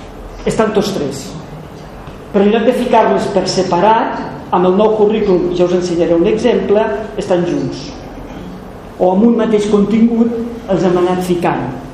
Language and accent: Catalan; Barcelona, Catalonia, Spain; A Barcelona, la gent que som de Barcelona té un problema